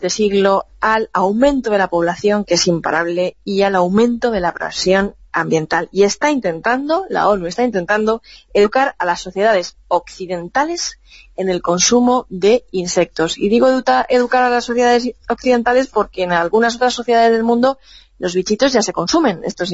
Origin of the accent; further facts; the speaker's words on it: Levante, Spain; en mi pueblo, en mi zona, en los pueblos del interior, por esta zona de Levante y del sur mediterráneo